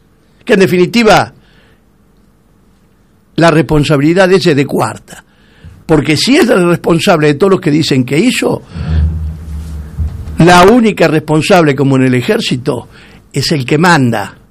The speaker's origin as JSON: {"language": "Spanish", "country": "Argentina", "said": "Yo no soy ni macrista ni kirchnerista, soy argentino."}